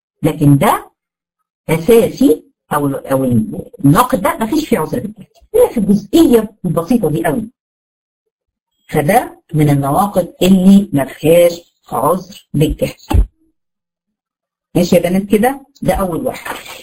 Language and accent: Arabic; Egypt; زي ما هنا عندنا في مصر